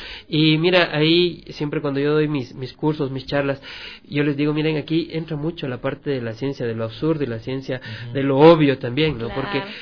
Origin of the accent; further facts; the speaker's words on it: Ecuador; nosotros como Latinoamérica y específicamente como ecuatorianos no vemos más allá de lo evidente.